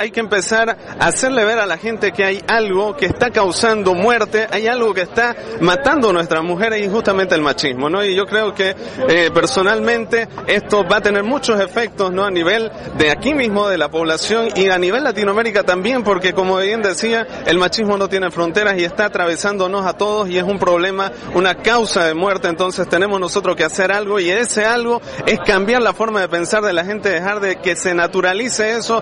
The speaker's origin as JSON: {"language": "Spanish", "country": "Bolivia", "said": "vengo de Bolivia"}